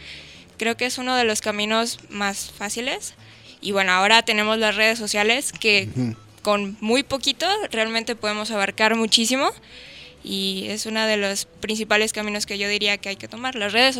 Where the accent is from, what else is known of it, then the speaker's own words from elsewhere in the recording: Mexico; creo que tenemos como mexicanos mucha más oportunidad de empezar en la parte europea